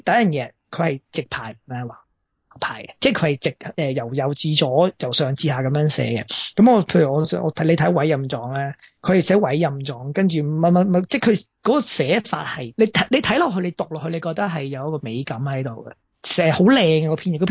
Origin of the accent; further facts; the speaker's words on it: China; 我点解会觉得我系中国人呢？